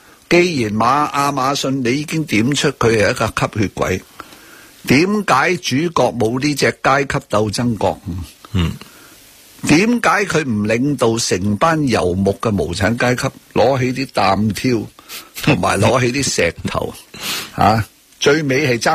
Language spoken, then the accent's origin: Cantonese; China; 因为我系中国人，